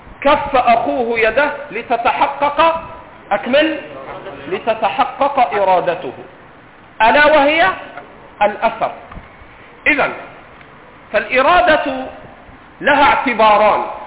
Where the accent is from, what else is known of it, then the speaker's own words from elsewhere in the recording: Egypt; accent: Egyptian; نضرب على كلام العرب ونضرب على لهجتنا المصرية